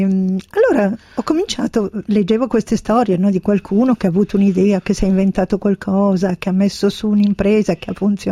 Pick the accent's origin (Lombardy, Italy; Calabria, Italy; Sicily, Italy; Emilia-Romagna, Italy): Lombardy, Italy; Bergamo; Beh, io sono di Bergamo, cosa faccio?